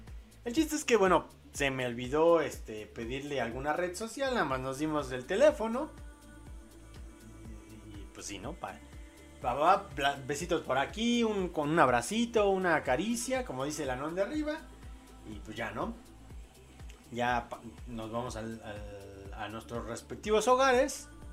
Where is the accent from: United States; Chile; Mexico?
Mexico; ya despierto en mi país, aquí en México